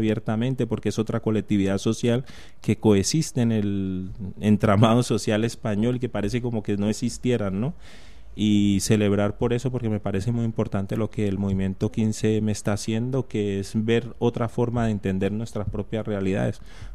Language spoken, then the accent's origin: Spanish; Colombia; yo vengo de Colombia y en Colombia está muy bien dividido quiénes van a los supermercados del norte y quiénes van al